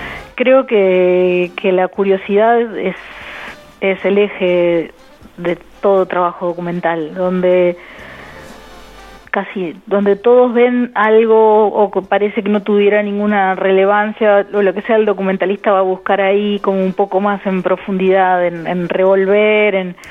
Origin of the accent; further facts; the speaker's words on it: General Pico, La Pampa, Argentina; born there; Nací en General Pico, La Pampa, el 24 de diciembre del 68.